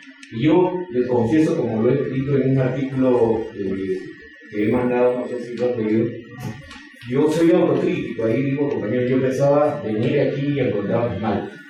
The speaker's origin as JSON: {"language": "Spanish", "country": "Peru", "said": "Nosotros, como peruanos, no vamos a venir a enseñar a los hermanos venezolanos"}